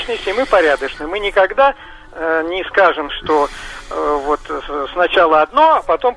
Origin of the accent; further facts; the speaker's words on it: Moscow, Russia; я из Москвы, так, чтобы представиться.